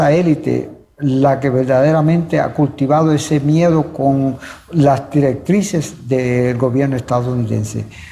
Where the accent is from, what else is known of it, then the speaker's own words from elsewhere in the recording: Puerto Rico; Y somos los puertorriqueños y las puertorriqueñas los y las que nos levantamos.